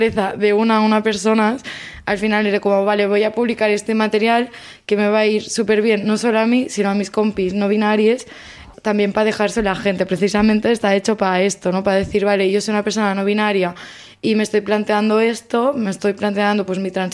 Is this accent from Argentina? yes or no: no; Spain; first language Catalan; Spanish is a second language; el catalán es mi primera lengua y también soy activista del catalán